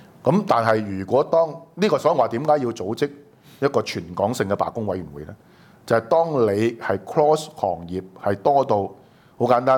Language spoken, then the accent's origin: Cantonese; Hong Kong; 作為香港人，大家想清楚